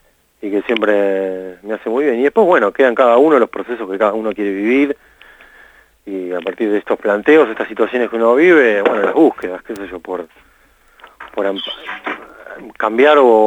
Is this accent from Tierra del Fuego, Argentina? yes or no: no; Haedo, Buenos Aires Province, Argentina; Yo soy acá de Aedo del Oeste y casi ahí en el límite con Ramos.